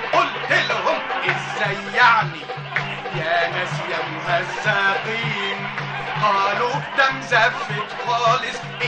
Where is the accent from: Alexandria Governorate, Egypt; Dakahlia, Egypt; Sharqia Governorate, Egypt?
Alexandria Governorate, Egypt; Alexandria; born there; 59 شهر طبعا، من مواليد الاسكندريه